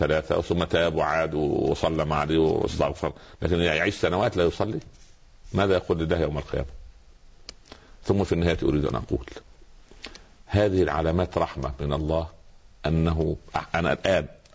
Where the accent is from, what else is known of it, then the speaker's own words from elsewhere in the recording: Upper Egypt, Egypt; حتى عندنا في الصعيد اسمه سخل برضه.